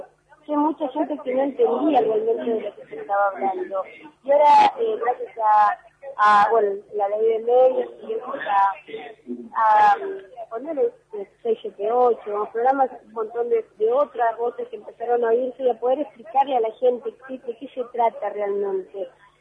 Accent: Argentina; sentirnos parte, no solamente como argentinos, sino como parte de América Latina. Yo te digo, lo veo, soy joven

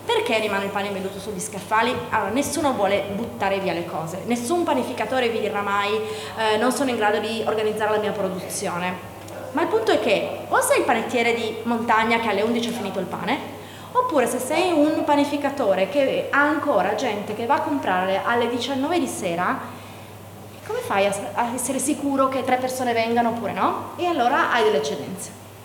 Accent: Turin, Piedmont, Italy; per noi da torinesi è un po' un arrivare nella città dove insomma accadono tante cose

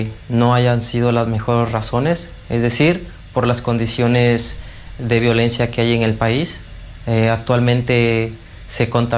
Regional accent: Tehuantepec, Oaxaca, Mexico; soy originario de Tehuantepec, del estado de Oaxaca, en México

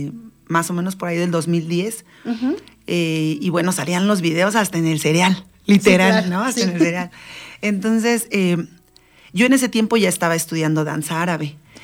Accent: Valle de Chalco, State of Mexico, Mexico; also born or lived in Iztapalapa; Yo soy yo nací en Iztapalapa, yo soy chilanga, pero mis papás nos trajeron a vivir a Valle de Chalco, muy chiquitos.

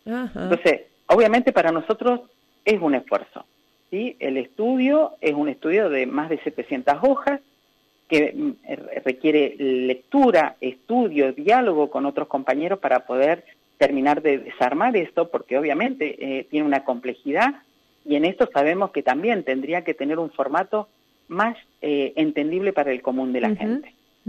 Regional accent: Neuquén, Argentina; now in Río Negro, Argentina; Yo soy neuquina, vivo en Río Negro, ahora es mi lugar de residencia hace 30 años, pero yo soy neuquina.

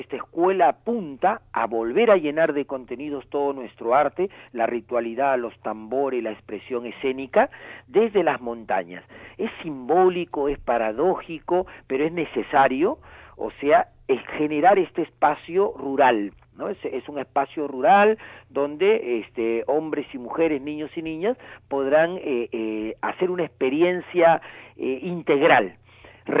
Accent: northern Peru, Peru; nosotros los peruanos hemos vivido desde 1980 hasta 1992 una guerra interna

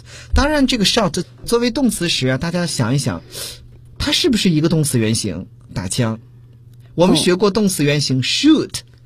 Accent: China; 一说到看楼的人，我们中国人就会想到看大门的人。

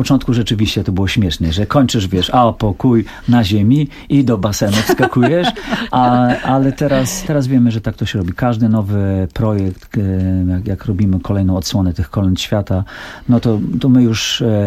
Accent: Białystok, Podlaskie Voivodeship, Poland; Wychowałem się w Białymstoku. I tam jest sporo osób z obrządku prawosławnego i te wschodnie zaśpiewy też są tam znane

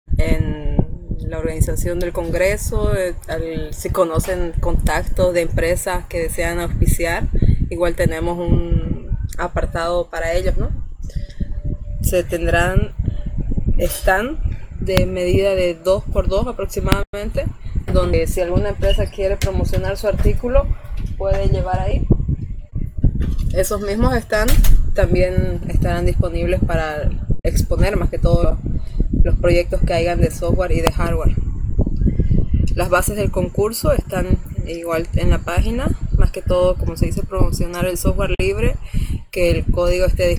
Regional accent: Trinidad, Beni, Bolivia; soy de Trinidad, del Beni.

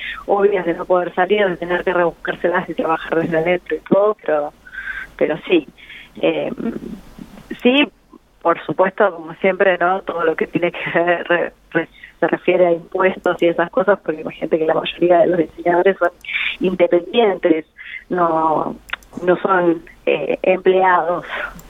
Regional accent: Santa Rosa, La Pampa, Argentina; la mayoría de los integrantes somos acá de Santa Rosa.

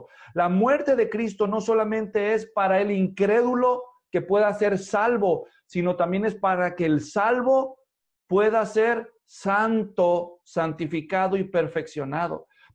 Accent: Mexico; el país, mi país de origen, México, tuvo elecciones.

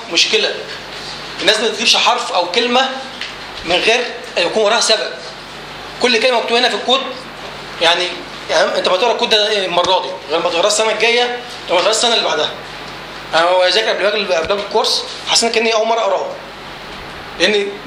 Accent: Egypt; احنا عندنا في مصر عايزين ننجز

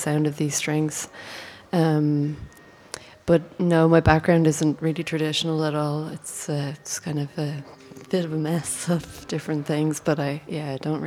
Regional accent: Ireland; my background, like, I'm from Ireland, and I come from a classical music background

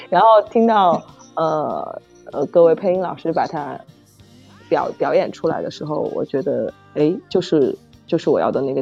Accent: Chengdu, Sichuan, China; 但实际上我是成都的，我们这儿是府都。

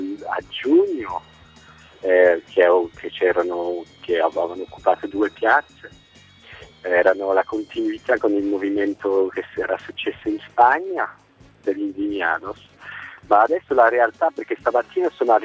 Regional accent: Belgium; Sono belga, i miei genitori erano italiani immigrati.

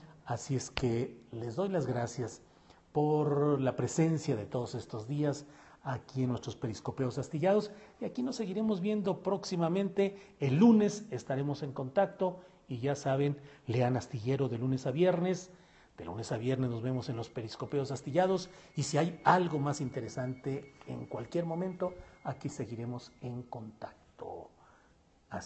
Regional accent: San Luis Potosí, Mexico; also born or lived in Torreón / Mexico City; me paso mis temporadas en la bella zona metropolitana de Guadalajara, pero nací en Torreón, Coahuila. Viví, crecí y tengo muchas cosas que hago en San Luis Potosí y también, desde luego, en la Ciudad de México.

